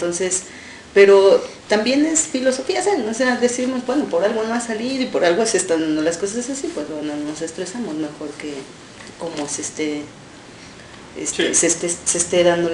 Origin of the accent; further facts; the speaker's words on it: Texcoco, State of Mexico, Mexico; Yo viví el DF, porque yo soy del Estado de México, uh-huh. de Texcoco. Viví ahí 10 años